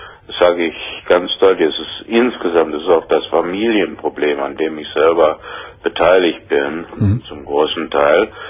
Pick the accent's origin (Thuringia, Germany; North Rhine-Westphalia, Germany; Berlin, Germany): Berlin, Germany; born there; ich bin in Berlin geboren, wo ich die längste Zeit inhaftiert war. Also ich sag mal, da habe ich die längste Zeit gewohnt, noch vor dem Bau der Mauer.